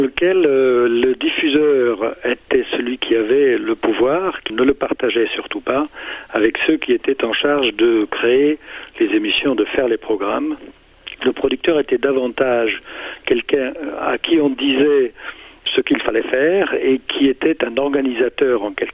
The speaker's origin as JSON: {"language": "French", "town": "Cologne", "region": "North Rhine-Westphalia", "country": "Germany", "moved": "yes", "lives_now": "France", "said": "je suis français d'origine allemande de Cologne, plus précisément. Je vis maintenant en France depuis une trentaine d'années."}